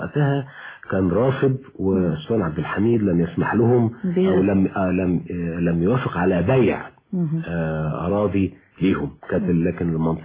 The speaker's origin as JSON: {"language": "Arabic", "country": "Egypt", "said": "كان بالنسبة لاهل الحجاز زي القطن عندنا في مصر في زمانه"}